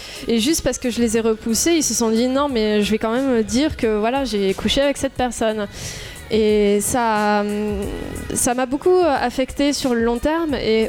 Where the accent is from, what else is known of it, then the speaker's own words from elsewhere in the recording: Toulouse, Occitanie, France; surtout qu'on est tous de Toulouse